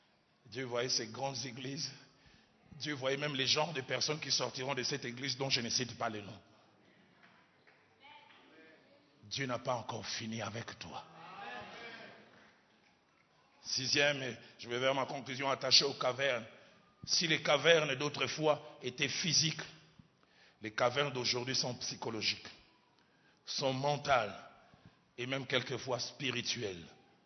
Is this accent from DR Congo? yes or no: yes; Kinshasa, DR Congo; Chez moi, à Kinshasa, il y a beaucoup de maisons achevées.